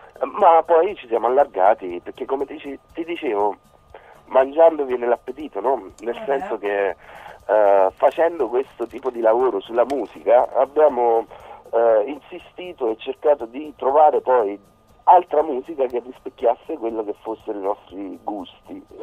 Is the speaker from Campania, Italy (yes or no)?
yes; Campania, Italy; Noi siamo della provincia di Avellino.